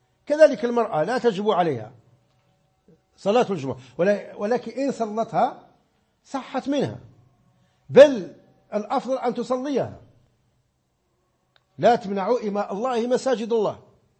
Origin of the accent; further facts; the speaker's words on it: Oriental, Morocco; عندنا في الريف حتى لا أعمم، عندنا في قبيلة كبدانة عندنا أربع أذانات.